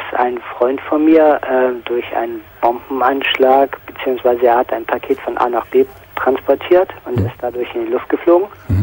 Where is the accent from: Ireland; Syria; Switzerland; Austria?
Ireland; now in Germany; Aber ich bin Ire.